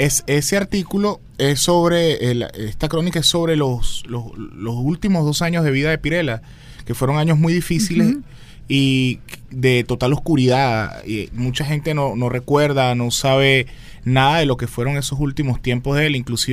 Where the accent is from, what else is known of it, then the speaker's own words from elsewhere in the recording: La Guaira, Venezuela; la gente de La Guaira, de donde yo soy